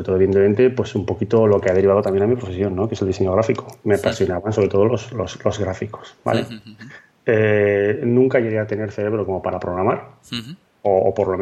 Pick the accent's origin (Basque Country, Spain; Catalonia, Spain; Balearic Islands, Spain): Basque Country, Spain; Bilbao; fuimos varios amiguetes que vivíamos en aquí, pues somos de Bilbao